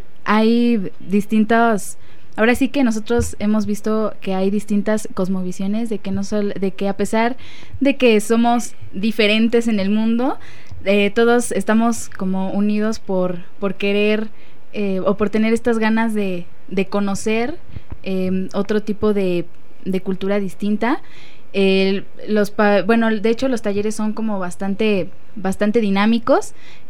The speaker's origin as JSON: {"language": "Spanish", "country": "Mexico", "said": "nos permite a nosotros como mexicanos acercarnos a otras cosmovisiones"}